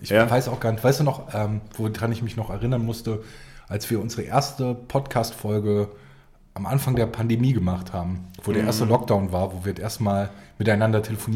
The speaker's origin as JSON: {"language": "German", "region": "Rhineland", "country": "Germany", "said": "Und ich als Rheinländer bin fürchterlich wütend"}